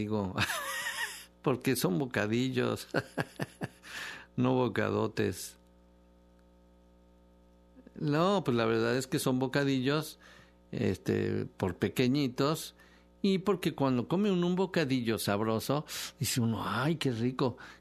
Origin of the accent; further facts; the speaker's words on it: Mexico; A ver, ¿qué vamos a hacer nosotros como mexicanos, no?